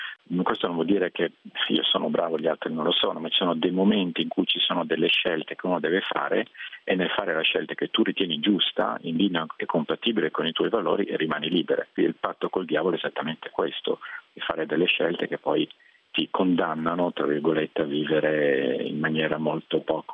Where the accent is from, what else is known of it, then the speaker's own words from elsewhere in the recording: Milan, Lombardy, Italy; moved away; non abito in Italia dal 92, quindi insomma è da molti anni che non vivo nel mio paese, io sono di Milano, e italiano ovviamente.